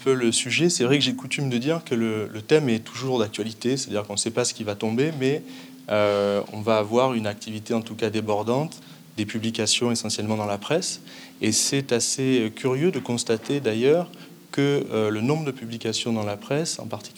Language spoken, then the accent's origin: French; Aix-Marseille, Provence-Alpes-Côte d'Azur, France; Alors, moi je viens d'Aix-Marseille, hein. Il y a un prisme un peu local